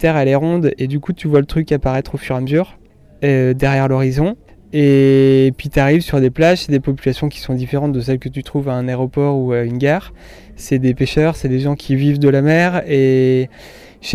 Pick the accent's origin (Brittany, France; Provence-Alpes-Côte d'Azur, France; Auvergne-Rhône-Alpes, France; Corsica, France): Brittany, France; alors je suis breton